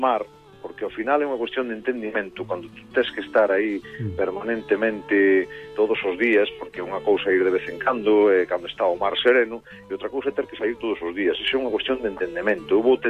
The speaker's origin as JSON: {"language": "Galician", "region": "Galicia", "country": "Spain", "said": "Si somos galegos é porque e temos un carácter como que temos e nos definimos no mundo como especiais, o Atlántico influye moito."}